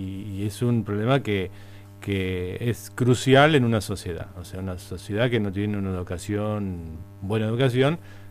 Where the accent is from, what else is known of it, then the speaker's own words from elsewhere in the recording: Rosario, Santa Fe, Argentina; now in Posadas, Argentina; Bueno, yo soy rosarino, y hace 30 y pico años que estoy acá en Posadas.